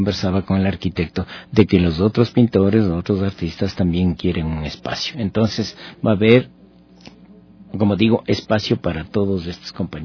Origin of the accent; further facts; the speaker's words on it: Pintag, Pichincha, Ecuador; Te diré que incluso de mi pueblo estuvieron aproximadamente unas 80 personas, que para mí eso es maravilloso, ¿no? Que vengan desde Pintaj a visitar la muestra de un pinteño.